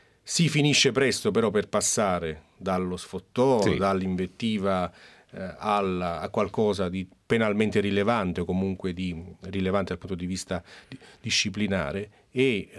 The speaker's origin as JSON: {"language": "Italian", "town": "Naples", "region": "Campania", "country": "Italy", "said": "mi ricordo benissimo anche da napoletano, una particolare sensibilità su questo"}